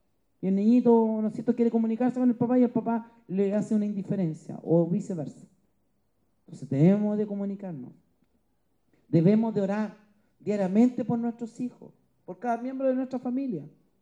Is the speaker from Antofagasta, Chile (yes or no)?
yes; Antofagasta, Chile; born there; Me acuerdo que yo nací en Antofagasta